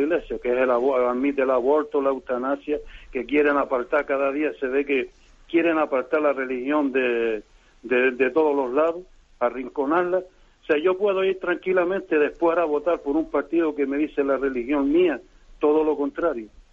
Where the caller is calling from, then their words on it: Las Palmas de Gran Canaria, Canary Islands, Spain; aquí de Las Palmas, de Gran Canaria.